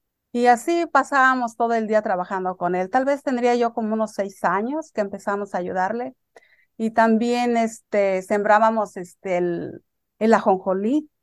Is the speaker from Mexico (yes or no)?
yes; Michoacán, Mexico; born there; Y pues yo nací en Michoacán, en el estado de Michoacán, en un ranchito muy apartado que ya desapareció.